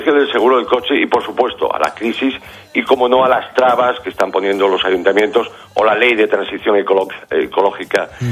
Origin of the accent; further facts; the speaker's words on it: Spain; los conductores españoles somos los undécimos europeos menos propensos a contar con un coche nuevo